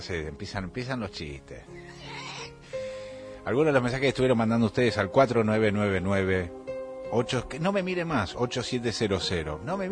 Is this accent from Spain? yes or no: no; Argentina; con la argentinidad, con lo que somos nosotros como argentinos